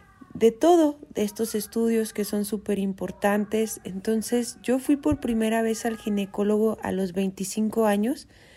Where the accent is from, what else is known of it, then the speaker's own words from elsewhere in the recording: Durango, Mexico; born there; no sé si es porque nací en Durango, que es un estado un poco más conservador